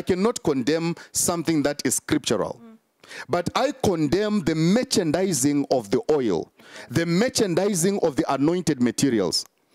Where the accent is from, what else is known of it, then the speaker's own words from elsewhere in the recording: Zimbabwe; and I'm from Zimbabwe.